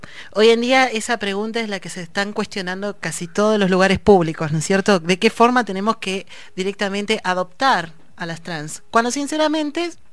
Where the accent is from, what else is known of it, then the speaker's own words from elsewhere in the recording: Ayacucho, Peru; now in La Plata, Argentina; vengo de Ayacucho a una ciudad en el cual mi experiencia dentro de todo es muy mínima